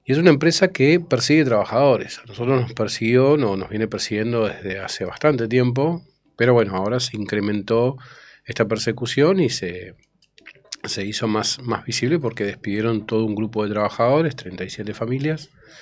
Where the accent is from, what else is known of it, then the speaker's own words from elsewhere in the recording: Florencio Varela, Buenos Aires Province, Argentina; yo soy de Florencio Varela, claro.